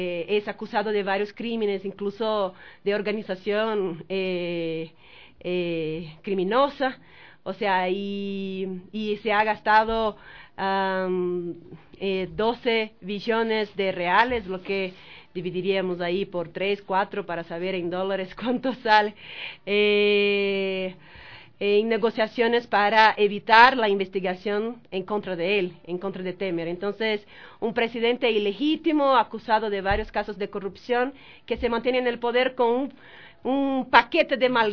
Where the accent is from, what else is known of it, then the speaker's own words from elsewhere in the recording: Brazil; soy de Brasil, socióloga, politóloga